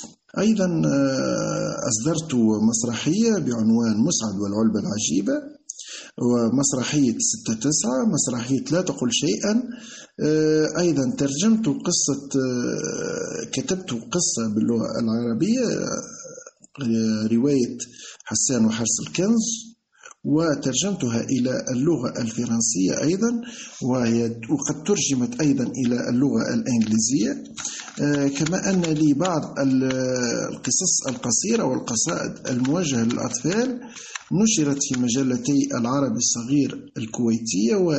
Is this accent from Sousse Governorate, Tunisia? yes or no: no; Redeyef, Gafsa Governorate, Tunisia; born there